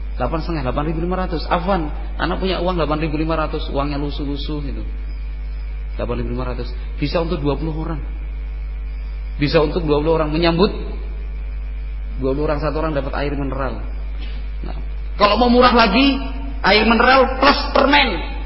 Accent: Java, Indonesia; kalau kita orang Jawa itu atau watak kita dan karakter orang Indonesia itu malu, sungkan

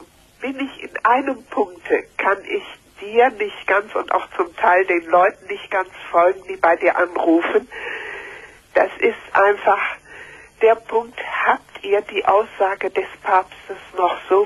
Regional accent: Paderborn, North Rhine-Westphalia, Germany; born there; ich bin gebürtige Paderbornerin.

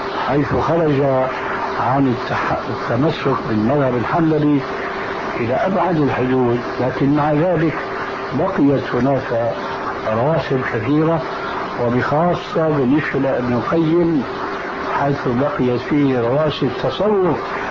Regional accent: Syria; وأنا كما يقولون عندنا في سوريا العبد الفقير

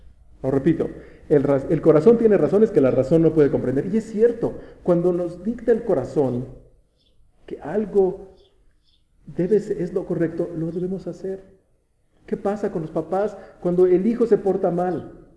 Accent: Toluca, State of Mexico, Mexico; somos de Toluca, somos así los tolucos.

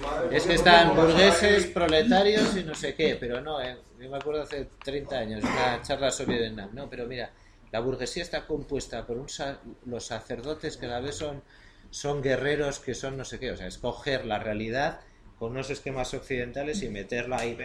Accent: Basque Country, Spain; Nosotros somos una izquierda europea, la vasca

